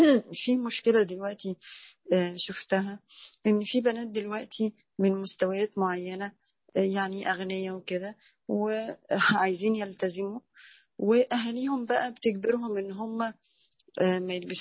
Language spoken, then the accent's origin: Arabic; Damietta, Damietta Governorate, Egypt; من دمياط.